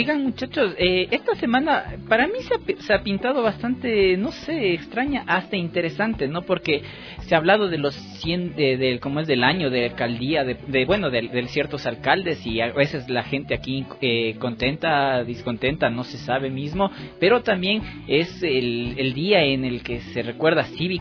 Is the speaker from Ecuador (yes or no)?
yes; Ecuador; yo también soy ecuatoriano y por eso doy mi opinión.